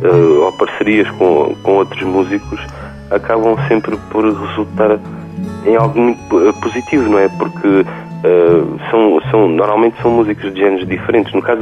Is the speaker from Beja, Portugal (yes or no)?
yes; Beja, Portugal; Ele é meio mesmo vizinho, eu sou de Beja